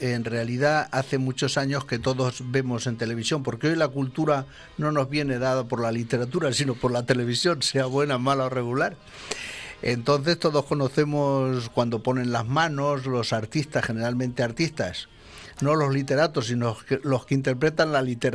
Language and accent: Spanish; Valencian Community, Spain; yo deseo y espero alguna vez que nos sintamos los valencianos, españoles en general, con nuestros productos y nuestra calidad también